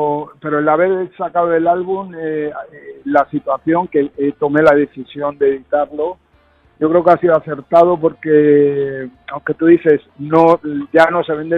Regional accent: Argentina; also born or lived in Madrid, Spain / United States; mi familia tiene muchas raíces, y yo tengo raíces sureñas, aunque yo nací en Madrid y me crié en Argentina, en Latinoamérica y Estados Unidos, también la parte sureña a mí es muy marcada

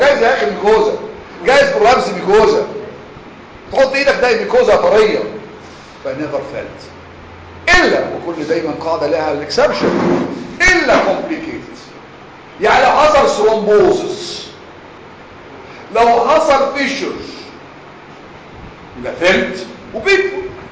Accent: Egypt; احنا يا مصريين بنسمي كل الانال بروبلم بايلز

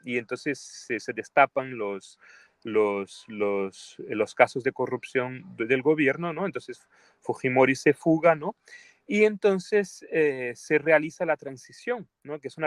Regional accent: Brazil; Spanish is a second language; now in Peru; Yo soy brasileño, vivo, ¿no?, desde el 2003, yo he vivido más de 10 años en el Perú, ahora estoy en el Perú desde el 2018, ¿no?

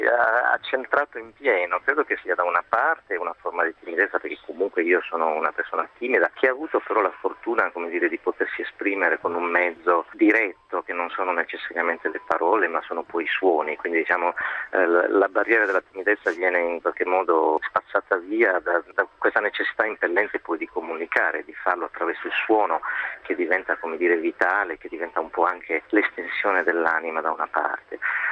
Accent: Sardinia, Italy; seppur poi sono un sardo che ama poi condividere naturalmente questa che io chiamo ricchezza con il mondo

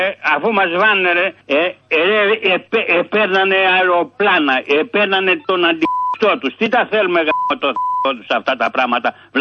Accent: Patras, Western Greece, Greece; είμαι από την Πάτρα.

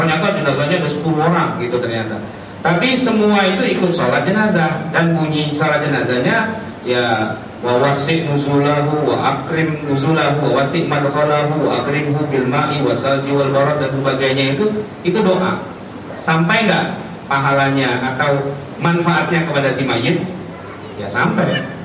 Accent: Jakarta, Indonesia; kita terbiasa karena kita orang Betawi

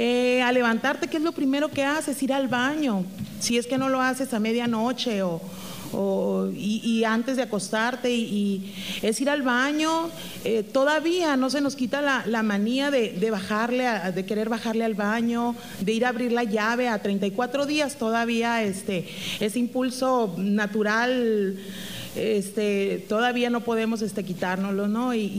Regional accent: Banámichi, Sonora, Mexico; ciudadana afectada de Banamichi, del río de Sonora. Yo nací ahí en Banamichi y pues ahí me quiero morir

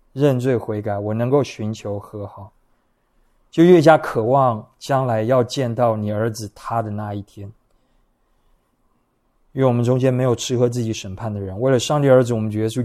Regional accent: Taiwan; 我们都是台湾人嘛，我们都在这个文化环境中长大

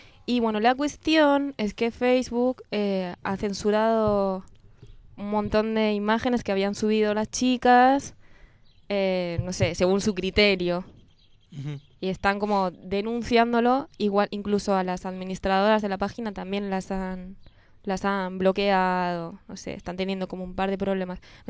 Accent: Cercedilla, Community of Madrid, Spain; todos saben que soy de España, de un pueblito que se llama Cercedilla

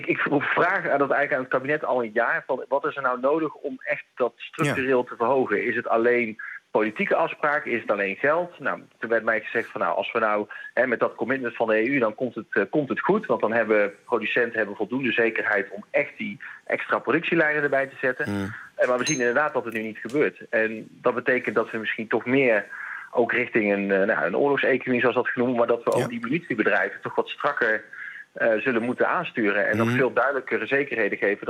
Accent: Kaatsheuvel, North Brabant, Netherlands; En ik ga zo meteen naar Kaatsheuvel, waar ik opgegroeid ben.

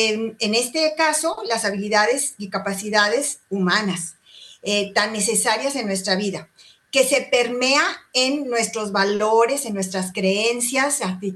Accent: Mexico; de México, tengo 50 años de casada

